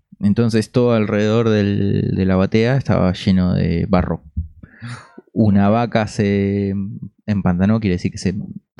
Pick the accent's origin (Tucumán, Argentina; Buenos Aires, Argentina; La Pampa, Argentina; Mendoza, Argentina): Buenos Aires, Argentina; born there; Pero nací en Buenos Aires.